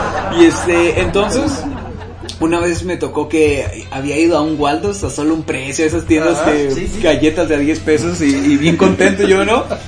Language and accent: Spanish; Michoacán, Mexico; No, soy de Michoacán.